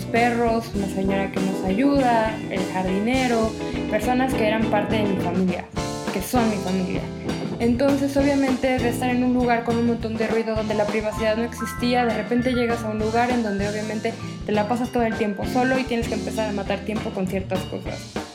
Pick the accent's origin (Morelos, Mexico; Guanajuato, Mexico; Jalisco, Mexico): Morelos, Mexico; moved away as an adult; also born or lived in Torreón; Yo soy nacida en Torreón, Coahuila, y soy del norte, pero al cumplir un año mis papás decidieron venirse a vivir a Morelos. Cuando yo empiezo a vivir en Morelos, desarrollo toda mi vida ahí y viví allá por 19 años.